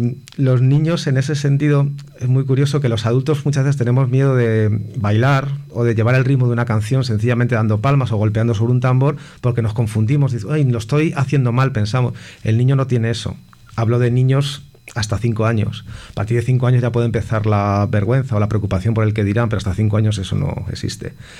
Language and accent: Spanish; Toledo, Castilla-La Mancha, Spain; born there; now in Madrid, Spain; Yo nací en Toledo. Uh-huh. Y llegué aquí a Madrid en el año 2001.